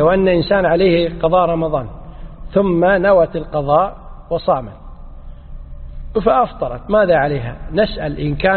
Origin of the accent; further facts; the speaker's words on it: Kuwait; إحنا عندنا في الكويت الأمر منظم من ولي الأمر